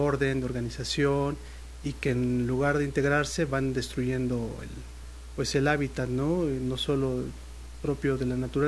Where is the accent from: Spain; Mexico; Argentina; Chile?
Mexico; Mexico City; Yo soy de la Ciudad de México.